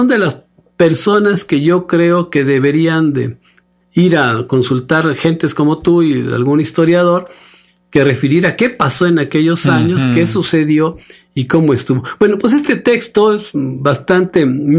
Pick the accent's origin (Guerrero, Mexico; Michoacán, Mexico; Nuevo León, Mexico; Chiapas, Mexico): Michoacán, Mexico; De niño yo viví en Michoacán y hacía una comida así tradicional, típica, es la birria.